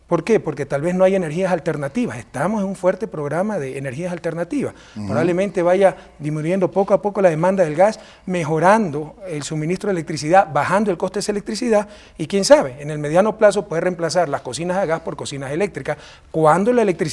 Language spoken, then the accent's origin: Spanish; Guayaquil, Guayas, Ecuador; soy de Guayaquil.